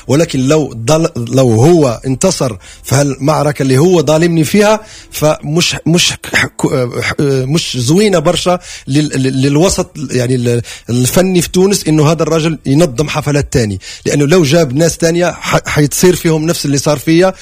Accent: Morocco; احنا جايين من المغرب 10 اشخاص عاوزين نشتغل مع، يعني عاوزين نفرح شعب حبنا، فهل يعقل اني اجي من المغرب واخلي الصيف كله

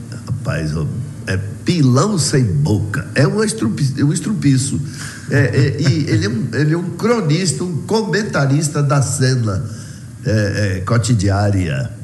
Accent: Vitória da Conquista, Bahia, Brazil; Rádio Câmara de Vitória da Conquista, minha terra.

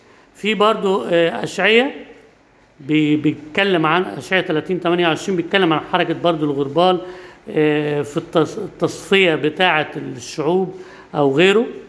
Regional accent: Egypt; مش عندنا في مصر بس،

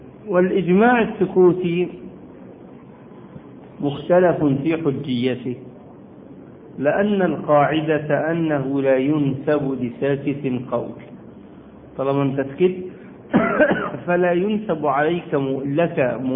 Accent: Egypt; وكان زمان عندنا في مصر هيئة كبار العلماء

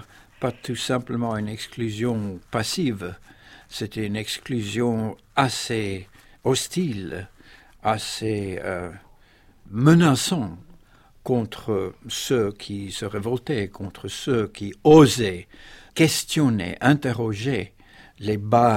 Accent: South Africa; première fois de ma vie que j'étais forcé de me rendre compte, non pas seulement de ce qui se passait chez moi en Afrique du Sud

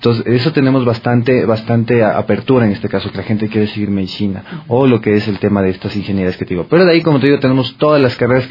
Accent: Ecuador; moved away; cuando yo me fui, yo les decía, soy ecuatoriano

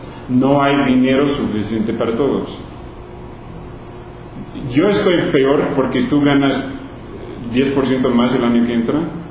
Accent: Louisiana, United States; Y otros países o estados donde yo crecí en Luisiana, ganan una miseria.

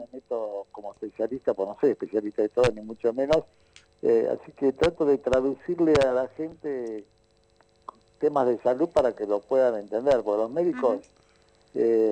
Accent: Italy; yo como soy italiano

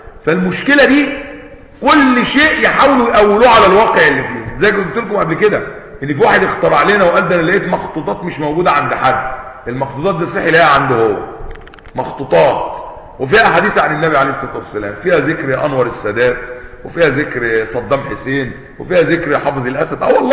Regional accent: Egypt; زي ما كانوا عندنا في مصر قديما بيسموا القطن الذهب

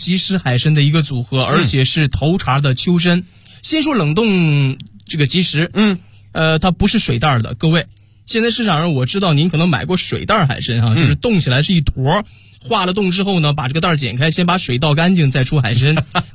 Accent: Dalian, Liaoning, China; 今天是我的家乡辽宁大连的辽刺参给你带到

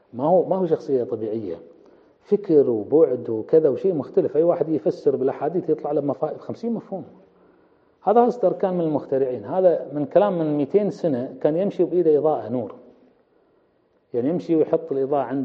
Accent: Kuwait; إحنا عندنا بالكويت المرأة العربية، المرأة الكويتية كذا، تتكلم كثير بس ما تطلب.

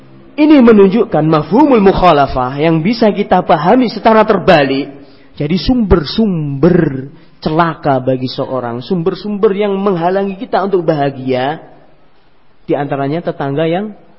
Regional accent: Ngawi, East Java, Indonesia; Di kampung saya di Ngawi, di desa saya, tetangga saya, gak jauh rumahnya dari rumah saya sudah, di Ngawi.

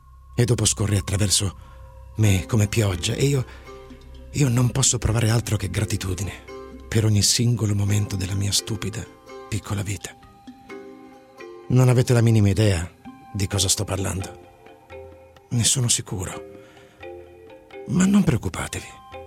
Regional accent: Forlì, Emilia-Romagna, Italy

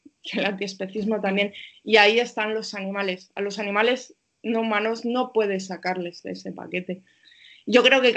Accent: Castile and León, Spain; Yo soy una persona que vengo de un pueblo de Castilla y León, de un pueblo de España profunda, y me considero, y con los años más, me considero una persona de pueblo, que soy feliz aquí con el tractor y soy feliz haciendo cosas de pueblo

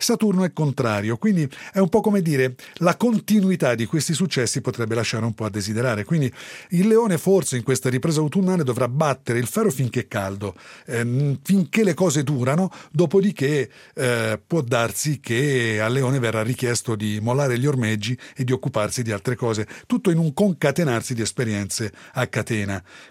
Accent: Tuscany, Italy; A settembre dal mio paese si dice l'uva matura e il fico pende, ma noi sai, siamo toscani.

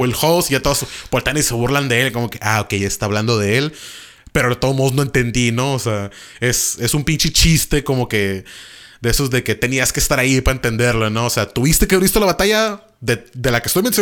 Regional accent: Tijuana, Baja California, Mexico; Porque de chicos crecimos en Tijuana.

